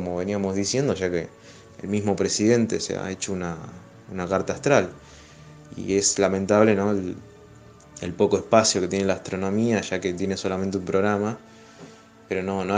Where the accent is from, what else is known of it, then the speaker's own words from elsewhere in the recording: Rosario, Santa Fe, Argentina; de Rosario, me encargo de la columna de astronomía